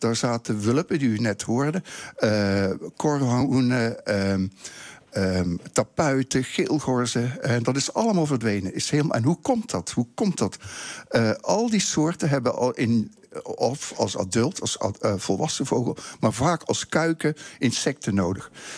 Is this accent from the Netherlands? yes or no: yes; Heerlen, Limburg, Netherlands; Ik kom uit Heerlen, Zuid-Limburg. Hmm. En daar keek ik al naar vogels.